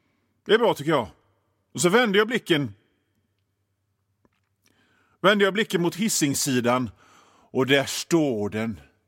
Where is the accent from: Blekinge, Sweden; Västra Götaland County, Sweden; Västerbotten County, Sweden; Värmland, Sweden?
Västra Götaland County, Sweden; Gothenburg; För att ni hör ju det på mitt sätt att prata, min dialekt. Jag är från Göteborg, jag bor i Göteborg. Jag bor i ett område som heter Masthugget. Och Masthugget ligger på en höjd.